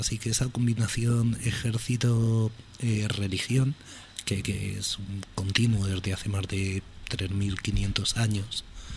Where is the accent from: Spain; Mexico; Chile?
Spain; Madrid, Community of Madrid; yo soy de Cuatro Vientos.